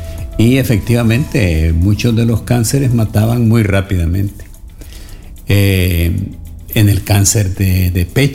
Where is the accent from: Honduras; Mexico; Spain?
Honduras